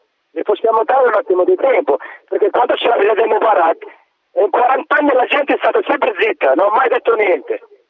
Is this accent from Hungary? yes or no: no; Morocco; Italian is a second language; No, sono del Marocco, io sono del Marocco.